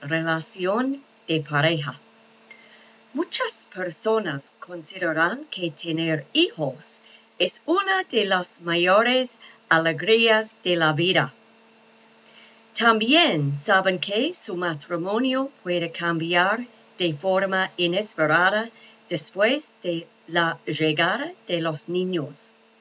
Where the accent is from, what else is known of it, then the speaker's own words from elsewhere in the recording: Australia; Spanish is a second language; de Australia. Mi nivel en español es el principiante.